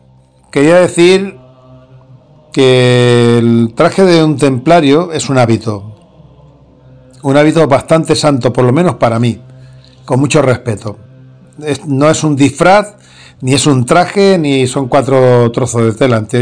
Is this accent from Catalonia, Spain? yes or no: yes; Barcelona, Catalonia, Spain; Pero soy barcelonés. Nací en Barcelona en el año 1962. Y defiendo Cataluña.